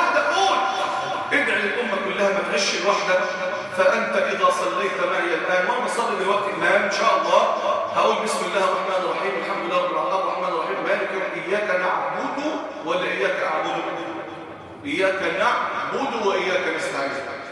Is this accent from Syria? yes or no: no; Egypt; اللهم اجعل بلدنا مصر الامن الامانه